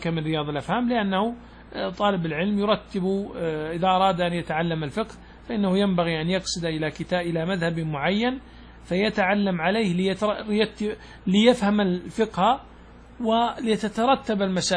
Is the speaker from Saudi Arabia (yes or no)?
yes; Saudi Arabia; هذا العادة قل أن تسلم بنوع من البهائم يعني من الضأن عندنا في السعودية